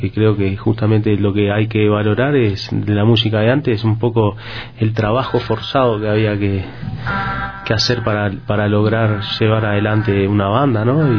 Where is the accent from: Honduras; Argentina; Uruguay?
Uruguay; Que yo vengo de Uruguay, un país chiquito